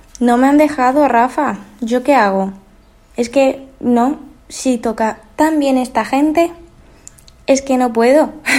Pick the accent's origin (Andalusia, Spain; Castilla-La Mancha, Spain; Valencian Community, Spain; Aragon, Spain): Castilla-La Mancha, Spain; Manzanares; La semana pasada, como ya sabéis, fue la de mi pueblo, Manzanares.